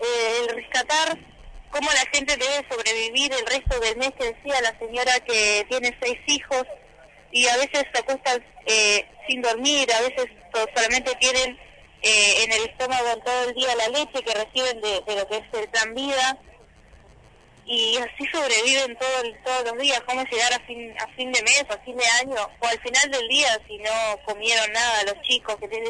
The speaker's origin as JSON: {"language": "Spanish", "town": "Paso del Rey", "region": "Buenos Aires Province", "country": "Argentina", "said": "De Paso del Rey."}